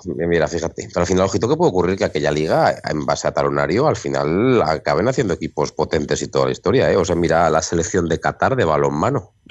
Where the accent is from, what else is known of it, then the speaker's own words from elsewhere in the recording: Zaragoza, Aragon, Spain; O sea, yo soy de Zaragoza